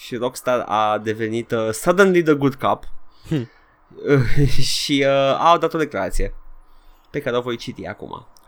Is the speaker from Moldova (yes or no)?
no; Transylvania, Romania; accent: Transylvanian; am început să fac accentul meu de ardelean.